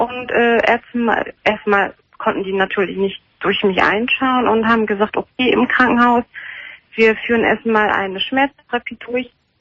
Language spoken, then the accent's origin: German; Turkey; quasi anatolische Vorfahren, sag ich mal. Ich bin Türkin.